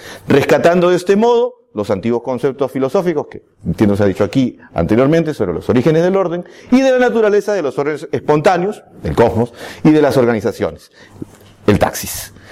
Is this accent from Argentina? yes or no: no; Peru; Vengo desde el Perú